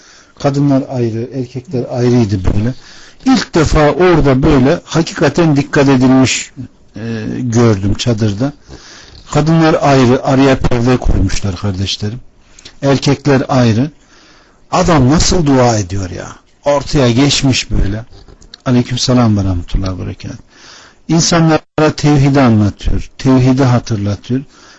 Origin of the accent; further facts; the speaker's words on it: Ankara, Turkey; born there; Memleketim Konya. Anam babam Konya'da doğmuş. Ankara'ya gelmiş. Allah benim Ankara'da doğmamı nasip etmiş. 3-2-1964 Ankara doğumluyum.